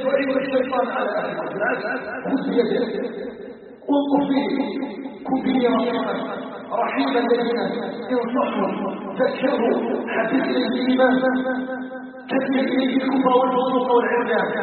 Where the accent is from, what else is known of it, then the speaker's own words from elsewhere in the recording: Algeria; اسأله جل وعلا أن يجعل بلدنا الجزائر بلدا آمنا مطمئنا